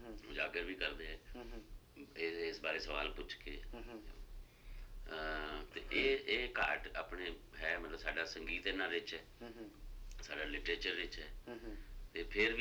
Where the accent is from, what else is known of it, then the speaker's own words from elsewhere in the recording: Punjab, India; moved away as an adult; also born or lived in Delhi / Pune; now in Mumbai, India; ਮੈਂ 70 'ਚ ਪੰਜਾਬ ਤੋਂ ਆ ਗਿਆ, ਦਿੱਲੀ ਰਿਹਾ ਨੈਸ਼ਨਲ ਸਕੂਲ ਡਰਾਮਾ, ਉੱਥੇ ਕਲਾਸ 'ਚ ਅੰਗਰੇਜ਼ੀ ਹਿੰਦੀ, ਫਿਰ ਪੂਨਾ ਚਲਿਆ ਗਿਆ ਉੱਥੇ ਵੀ ਅੰਗਰੇਜ਼ੀ ਹਿੰਦੀ, ਫਿਰ ਬੰਬੇ ਰਹਿੰਦਾ ਸੀ